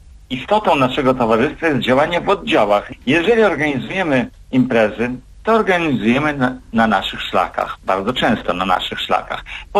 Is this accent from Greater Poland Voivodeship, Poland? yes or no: no; Warmian-Masurian Voivodeship, Poland; ja mieszkam w Olsztynie, mimo że jestem wiceprezesem Zarządu Głównego PTTK w Warszawie i urodziłem się i wychowałem się na Warmii, Mazury mam blisko